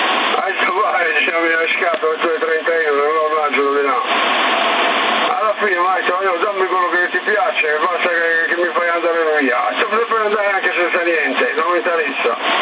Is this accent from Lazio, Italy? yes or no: no; Sardinia, Italy; siamo sardi, Marì, siamo sardi.